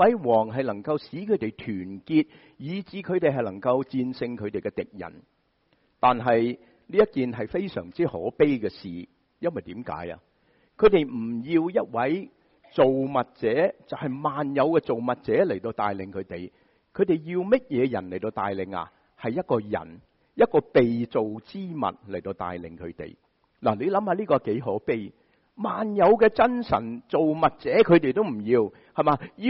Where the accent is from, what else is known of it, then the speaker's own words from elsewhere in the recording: Shanghai, China; 我们上海人很喜欢说狮子大开口